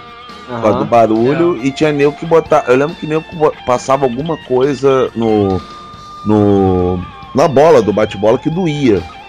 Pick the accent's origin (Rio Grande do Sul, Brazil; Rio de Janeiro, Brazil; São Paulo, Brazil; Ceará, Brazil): Rio de Janeiro, Brazil; quando eu era criança, começou aqui no Rio, né, uma tara pela NBA.